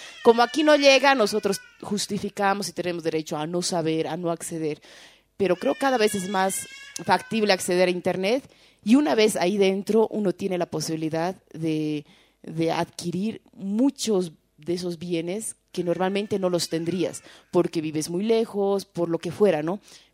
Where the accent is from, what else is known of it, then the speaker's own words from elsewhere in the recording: Tarija, Bolivia; Yo soy de Tarija, por ejemplo, y me acuerdo que siempre nos quejábamos que a Tarija no llegaba nada